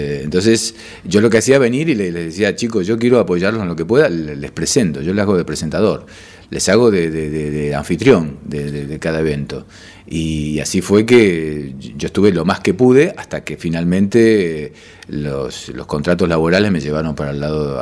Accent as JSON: {"language": "Spanish", "town": "Rosario", "region": "Santa Fe", "country": "Argentina", "lives_now": "Buenos Aires, Argentina", "said": "Yo vine desde Rosario, debo decir eso, yo soy rosarino, llegué a Buenos Aires. En Buenos Aires me metí en Palermo, básicamente en la Placita Serrano"}